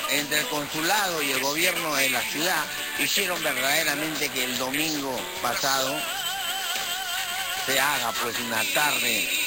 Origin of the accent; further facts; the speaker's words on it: Peru; me compete a mí con todo el derecho porque soy peruano